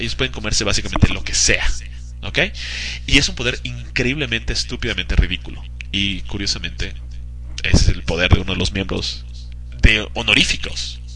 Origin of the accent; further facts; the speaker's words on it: Lebanon; Muchísimo, soy libanés, o sea, tengo cabello por todas partes de mi cuerpo, déjame decirte.